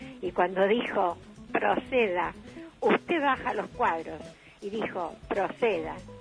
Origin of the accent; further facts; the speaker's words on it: Barracas, Buenos Aires Province, Argentina; Y buenas tardes … de Barracas.